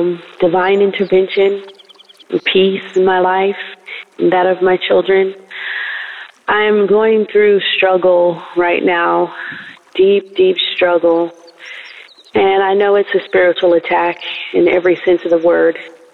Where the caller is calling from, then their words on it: California, United States; I'm calling from California.